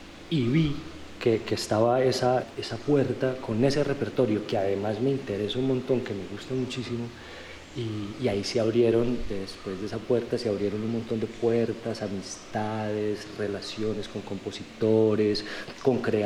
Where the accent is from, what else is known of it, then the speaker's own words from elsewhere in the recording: Bogotá, Colombia; born there; No, pues nací en Bogotá.